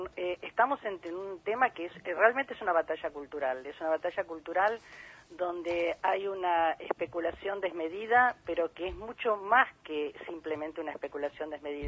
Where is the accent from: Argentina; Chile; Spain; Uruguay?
Argentina; Buenos Aires; a lo que somos los porteños y las porteñas